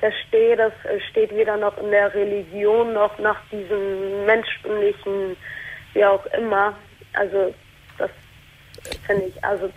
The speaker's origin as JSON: {"language": "German", "country": "Germany", "tie": "born there", "said": "Genau, ich bin hier geboren."}